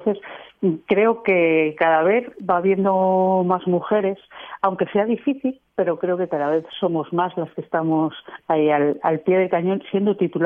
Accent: Pando, Cantabria, Spain; Sí, mi pueblo, Pando, pertenece al Ayuntamiento de Molledo.

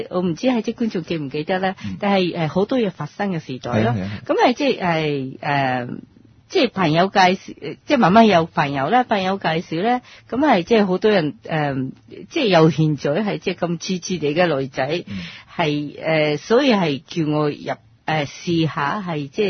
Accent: Japan; Cantonese is a second language; now in Hong Kong; 我認為、香港都英文都 OK 啦、但係嚟到香港先知，其實如果融入到香港社會一定要講廣東話，但係我哋日本人嚟講呢，廣東話非常之難學嘅

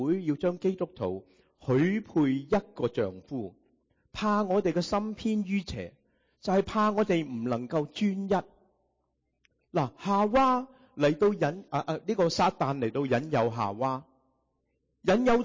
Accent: Guangdong, China; 我们广东人说什么？一脚踏两船，是吗？

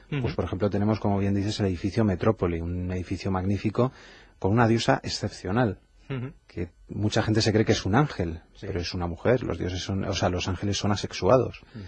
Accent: Madrid, Community of Madrid, Spain; los que somos madrileños como tú y yo de pura cepa

